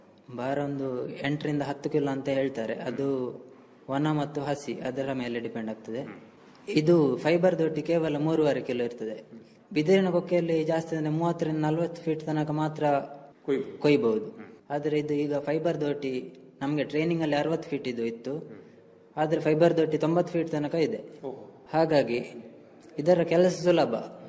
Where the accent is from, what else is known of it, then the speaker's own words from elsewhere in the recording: Bantwal, Karnataka, India; ನಾನು ನನ್ನ ಊರು ಬಂಟ್ವಾಳ ತಾಲೂಕು ಬಂಟ್ವಾಳ ಕಸಬಾ ಗ್ರಾಮ ಅಗ್ರಹಾರ. ನನ್ನ ವಯಸ್ಸು 23.